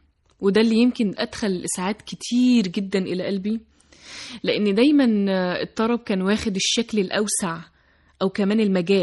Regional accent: Saudi Arabia; born there; وقبل كده أنا أصلا من مواليد المملكة العربية السعودية

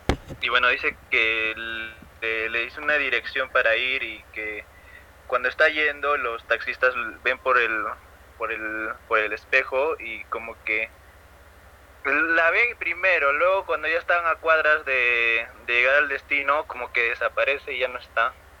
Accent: Arequipa, Peru; soy del país de Perú, de la ciudad de Arequipa.

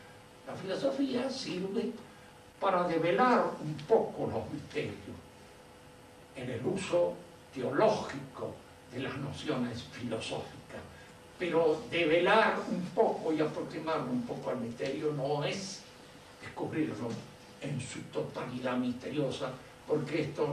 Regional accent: Argentina; de alguna manera soy argentino y tengo miedo de ser más chorro de lo que creo.

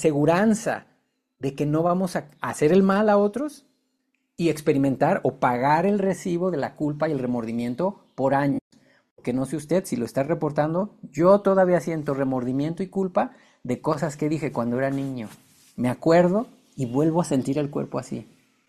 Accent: Guadalajara, Jalisco, Mexico; born there; Nací aquí en Guadalajara y nací católico.

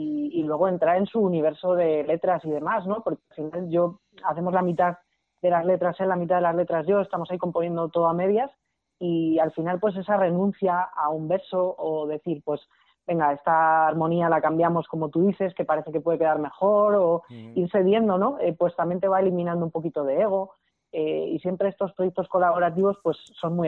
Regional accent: Segovia, Castile and León, Spain; born there; now in Madrid, Spain; yo nací en Segovia

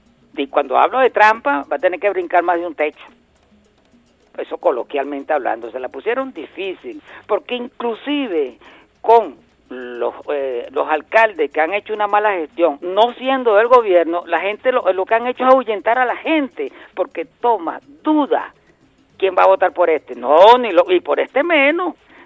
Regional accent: Venezuela; Yo, como venezolano, me dio pena.

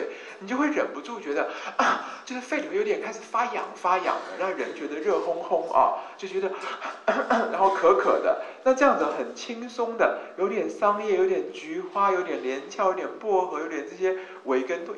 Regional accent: China; 牡丹皮我们中国人说是清阴中之火

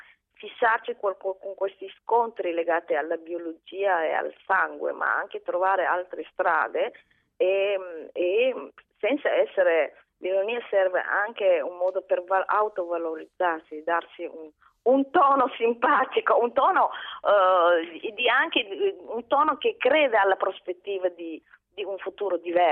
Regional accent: Mogadishu, Banaadir, Somalia; la città di Mogadiscio, la mia città natale, che era una città multidimensione

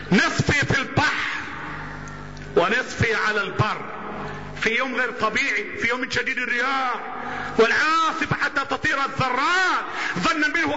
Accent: Egypt; اللهم احفظ بلدنا مصر

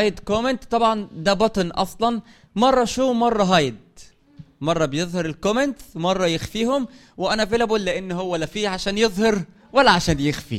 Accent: Sohag, Sohag Governorate, Egypt; انت يعني بتروح وتيجي مشوار بعيد انا من سوهاج

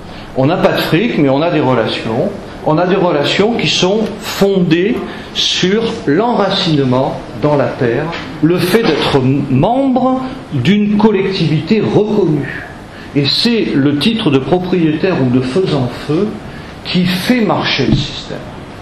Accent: Auvergne-Rhône-Alpes, France; même si je viens de Savoie

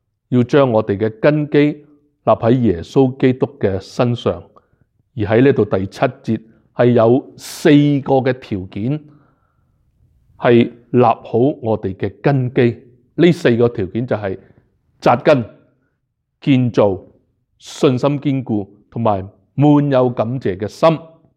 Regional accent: Hong Kong; 即是说是跟回我们香港人、中国人那一套

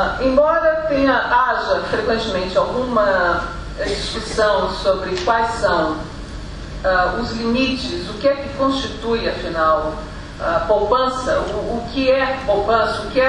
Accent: Brazil; eu, como brasileira, como vindo de um país que é pouquíssimo poupador

